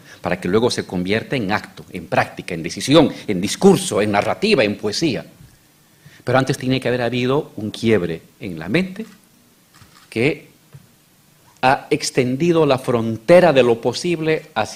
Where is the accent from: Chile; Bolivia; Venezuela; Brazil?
Bolivia; Hace 20 años, en mi país, Bolivia